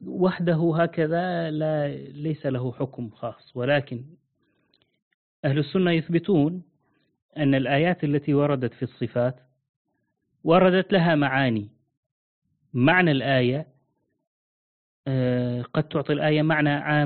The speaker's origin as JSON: {"language": "Arabic", "country": "Syria", "said": "والله حسيت لهجتك من سوريا، من بلادنا، ما أعرف ليش."}